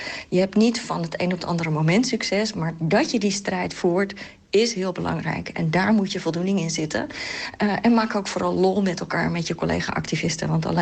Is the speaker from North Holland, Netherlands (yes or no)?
no; Katwijk, South Holland, Netherlands; In mijn geval, ik groeide op in Katwijk.